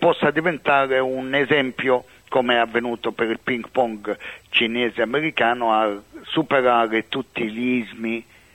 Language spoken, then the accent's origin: Italian; Libya; Da ebreo, da italiano, da libico e meglio, come mi sentirei dire, da mediterraneo